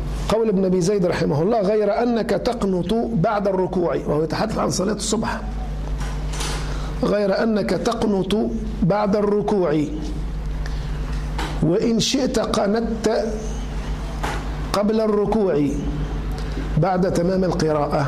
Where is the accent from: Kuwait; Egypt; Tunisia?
Tunisia; كما هو الشأن في بلدنا تونس